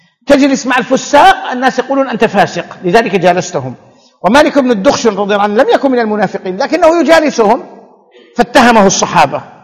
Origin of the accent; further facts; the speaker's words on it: Saudi Arabia; لكن انت تعودت عندنا في السعوديه